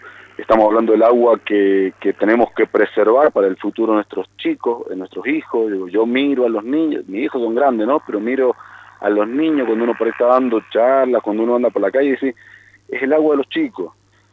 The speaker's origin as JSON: {"language": "Spanish", "town": "San Carlos", "region": "Mendoza", "country": "Argentina", "said": "Yo no creo que mi pueblo, yo soy de San Carlos, ¿no?"}